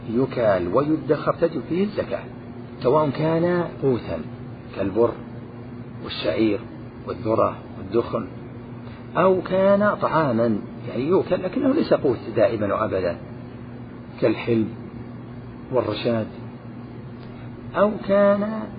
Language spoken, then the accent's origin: Arabic; Najd, Saudi Arabia; مثلا الصاع عندنا في نجد يزيد على صاع